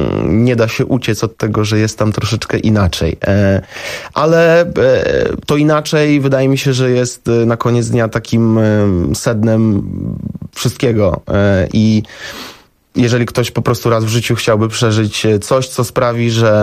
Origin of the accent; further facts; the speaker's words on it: Warsaw, Masovian Voivodeship, Poland; Ja wychowałem się w Warszawie